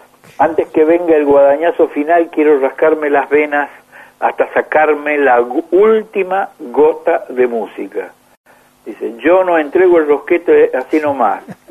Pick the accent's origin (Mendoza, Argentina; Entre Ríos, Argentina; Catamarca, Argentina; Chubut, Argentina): Mendoza, Argentina; soy alguien de Mendoza.